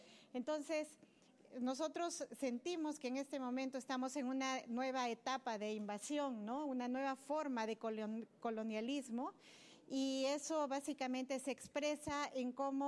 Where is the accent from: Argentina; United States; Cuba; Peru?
Peru; Cajamarca; Soy de Cajamarca, trabajo en Cajamarca, en Grufides